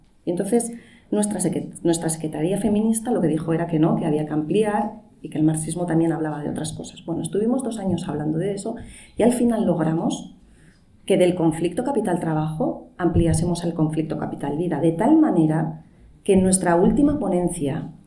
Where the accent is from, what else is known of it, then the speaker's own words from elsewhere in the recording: Bilbao, Basque Country, Spain; la organización de los terceros encuentros ecosocialistas en mi país, en Bilbao.